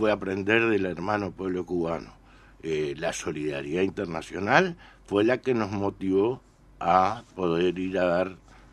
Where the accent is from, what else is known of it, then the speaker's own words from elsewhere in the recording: Uruguay; Uruguayos, éramos 50.